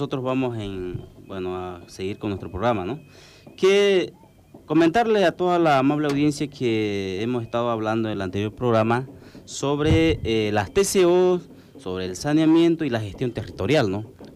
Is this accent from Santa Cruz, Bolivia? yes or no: yes; Lomerío, Santa Cruz, Bolivia; En el caso mío, ¿no?, soy de Lomerío